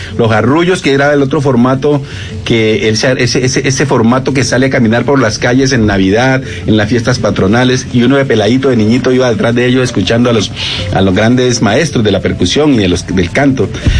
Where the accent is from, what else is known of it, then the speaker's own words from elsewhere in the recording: Guapi, Cauca, Colombia; realmente mi niñez y la vivencia en Guapi en esa época era, además era un paraíso